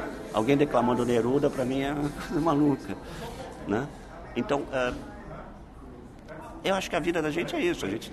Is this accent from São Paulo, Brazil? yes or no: yes; São Paulo, Brazil; nasci e fui criado aqui em São Paulo, tá, pessoal? Só para saber. Então, minha vida foi aqui. Sou um urbanoide. Desse lado. A família toda do interior, então eu sempre ia pro interior. Então, eu sou caipira, urbanoide.